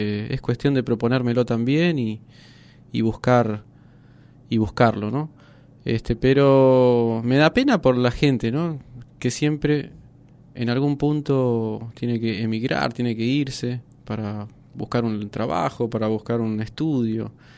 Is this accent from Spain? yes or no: no; Buenos Aires, Argentina; born there; also born or lived in Japan; yo vengo de vivir en otros lados también. Nací en Buenos Aires, viví 12 años en Japón